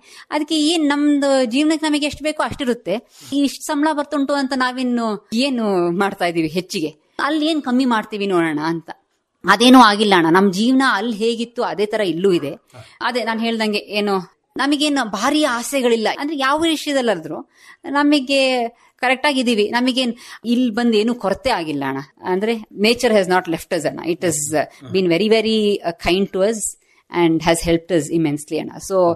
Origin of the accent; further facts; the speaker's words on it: Hassan, Karnataka, India; ನಮಗೆ ಇಲ್ಲಿ ಭೂಮಿ ಇದೆ, ನಾವು ಹುಟ್ಟಿದ್ದು ಬೆಳೆದಿದ್ದು ಎಲ್ಲ ಇಲ್ಲೇ.